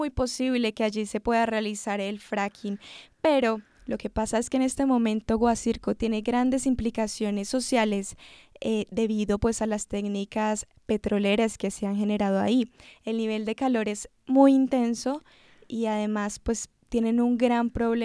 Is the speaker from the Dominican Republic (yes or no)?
no; Colombia; nosotros como colombianos tenemos que saber y cuidar nuestro territorio